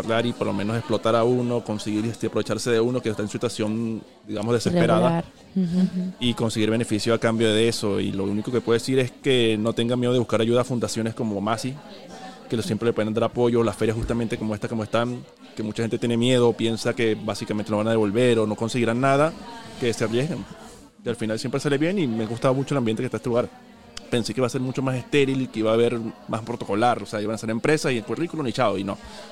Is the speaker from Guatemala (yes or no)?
no; Venezuela; como yo, que también vengo de Venezuela.